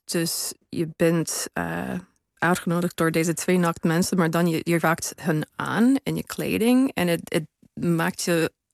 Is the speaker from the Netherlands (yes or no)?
no; United States; Dutch is a second language; Ik ben natuurlijk geen Nederlander. Ik kom uit Amerika.